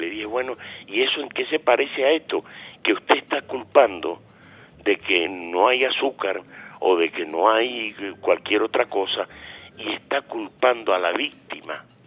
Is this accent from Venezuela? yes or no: yes; Venezuela